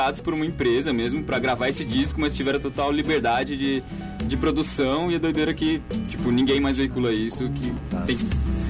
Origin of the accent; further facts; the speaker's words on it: São José dos Campos, São Paulo, Brazil; sou de São José dos Campos